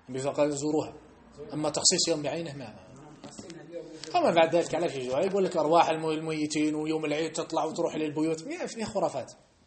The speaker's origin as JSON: {"language": "Arabic", "country": "Algeria", "said": "لما احنا عندنا في الجزائر لما تحج لجبل فلان الفلان الفلاني كأنك حجيت أفضل من حجة إلى مكة"}